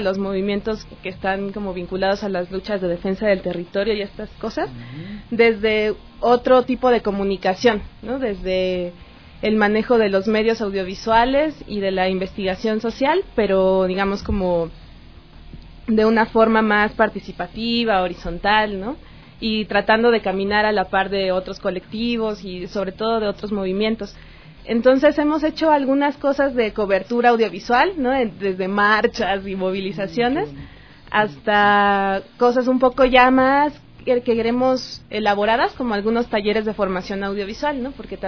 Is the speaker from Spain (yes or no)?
no; Mexico; somos originarios de distintos lados también, ¿no? Hay una chica ecuatoriana, pero también hay peruanos, yo que vengo de México.